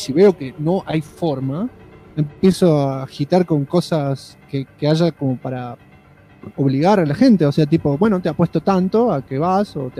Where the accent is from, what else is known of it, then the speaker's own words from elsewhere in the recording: Puerto Vilelas, Chaco, Argentina; a 10 kilómetros de mi ciudad natal, que es la ciudad de Puerto Videlas, cercana a Resistencia.